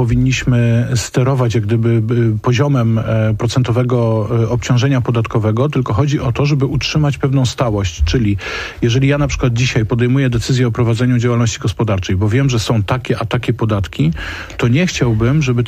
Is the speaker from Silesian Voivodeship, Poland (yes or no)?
yes; Silesian Voivodeship, Poland; Ja akurat pochodzę z Śląska, niedaleko mojego miasta, w Mikołów, Orzesze, Łaziska.